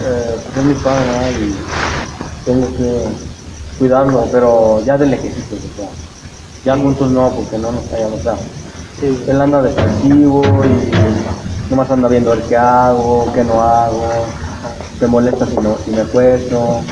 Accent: Sinaloa, Mexico; Yo soy de Sinaloa.

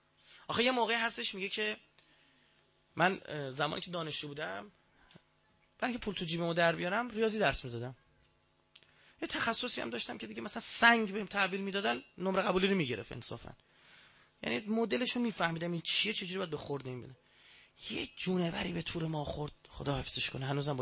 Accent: Iran; ما ایرانیم من عرب نیستم بودم به ذات مثلا نژادم چه میدونم شاید تو اجدادم یه عربی هم بوده خبر ندارم ولی مطمئنم عرب نیستم.

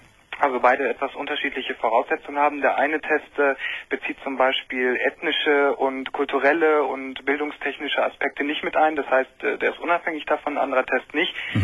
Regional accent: Lower Saxony, Germany; also ich komme aus Niedersachsen

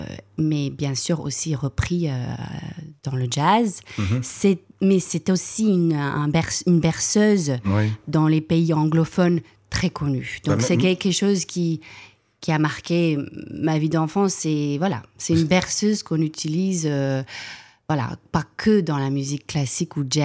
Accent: Cape Town, Western Cape, South Africa; French is a second language; surtout parce que je viens du Cap, et c'est surtout une culture, qu'on a cette culture musicale au Cap.

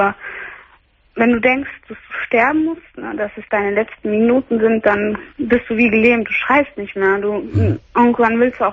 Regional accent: Brazil; Ja, hat mich gefragt, welche Staatsangehörigkeit ich bin. Ich bin Brasilianerin.

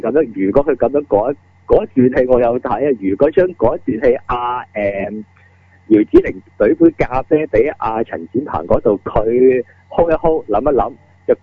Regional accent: Hong Kong; 係我哋中我哋香港人特別清楚啦，留意國情嘅時候。

